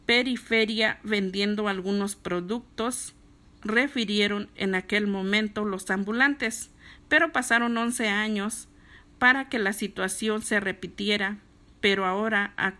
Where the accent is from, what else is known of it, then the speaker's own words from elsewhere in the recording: Puebla, Mexico; Bueno, digo paisanos porque yo soy de Puebla.